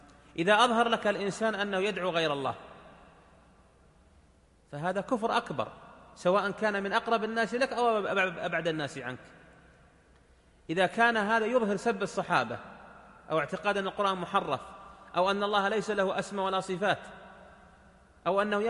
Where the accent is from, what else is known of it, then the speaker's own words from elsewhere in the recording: Saudi Arabia; مجتمع مثل مجتمعنا ها هنا في بلادنا المملكة العربية السعودية